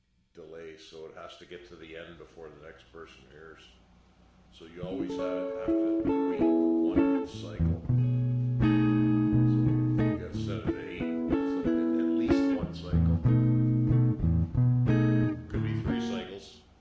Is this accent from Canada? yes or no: yes; Toronto, Ontario, Canada; born there; I was born in Toronto.